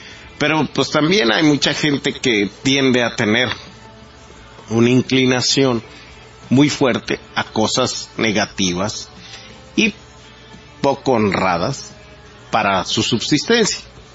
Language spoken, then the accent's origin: Spanish; Mexico; Creando enemigos para combatirlos y unirnos como mexicanos.